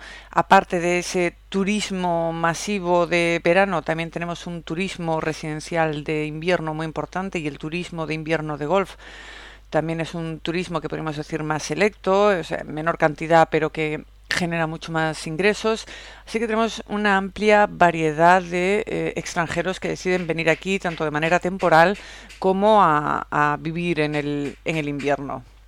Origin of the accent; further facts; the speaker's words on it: Andalusia, Spain; como una malagueña de la Costa del Sol. Bueno, pues tengo que decirte que yo estoy encantada de vivir aquí en la Costa del Sol. Ya desde muy pequeña, desde muy niña, veraneaba en Torremolinos.